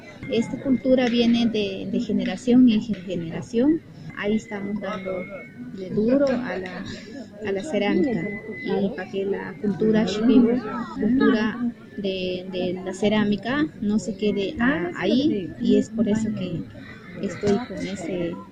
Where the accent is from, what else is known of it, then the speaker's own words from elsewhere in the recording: Peru; Vengo de Perú, cultura Shipibo Kunim.